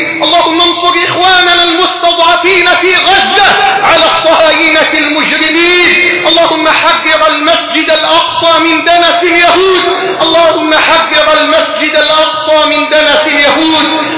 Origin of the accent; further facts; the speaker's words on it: Egypt; بلدنا مصر